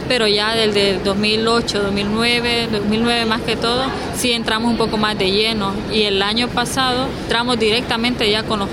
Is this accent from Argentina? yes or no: no; Macuelizo, Santa Bárbara, Honduras; Bueno, nací en Macuelizo, Santa Bárbara, los barrios de ahí. Ahí he vivido, he crecido, he estudiado y ahí sigo siempre.